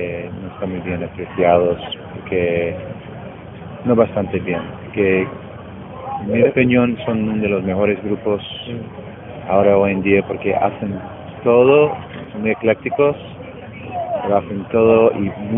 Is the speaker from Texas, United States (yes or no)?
no; Connecticut, United States; Spanish is a second language; now in New York, United States; Yo vivimos en Nueva York, pero soy de Connecticut, que es el estado al norte, y de donde vengo, mi pueblo está muy cerca del estado de Massachusetts. Podemos estar ahí en media hora.